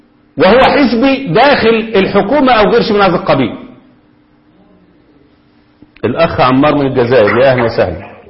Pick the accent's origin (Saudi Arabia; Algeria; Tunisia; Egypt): Egypt; زي ما هم الخونة عندنا في مصر